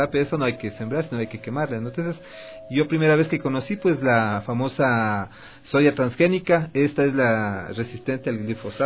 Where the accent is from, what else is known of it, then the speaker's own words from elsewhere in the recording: Ecuador; cuidando nuestra identidad como ecuatorianos, como ecuatorianas.